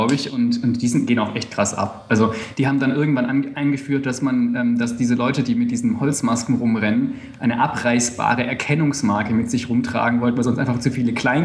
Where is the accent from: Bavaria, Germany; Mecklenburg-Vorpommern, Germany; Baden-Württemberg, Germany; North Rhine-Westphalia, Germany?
Baden-Württemberg, Germany; Stuttgart; Ich komme aus Stuttgart.